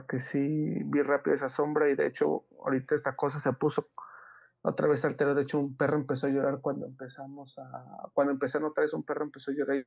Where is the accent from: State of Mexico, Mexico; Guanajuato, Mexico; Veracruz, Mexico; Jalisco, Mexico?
Guanajuato, Mexico; Pénjamo; aquí de donde soy, de Guanajuato, Pénjamo, Guanajuato